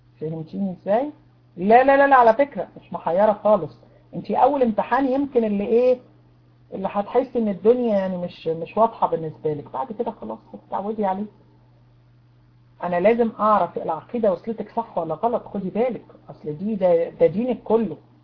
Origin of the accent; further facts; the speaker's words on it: Egypt; سكايب عندنا في مصر بقى بيقع